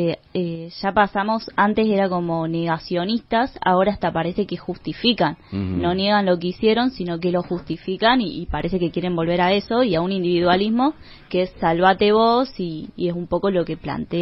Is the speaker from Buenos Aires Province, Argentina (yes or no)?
no; Capilla del Monte, Córdoba, Argentina; acá de Capilla del Monte, bueno, de Las Chicharras